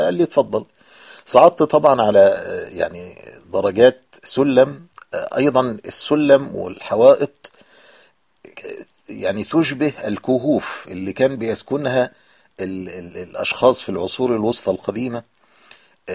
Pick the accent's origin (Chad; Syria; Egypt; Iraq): Egypt; هو نفسه العربة الميني باص عندنا في مصر اللي بتأخذ 7 ركاب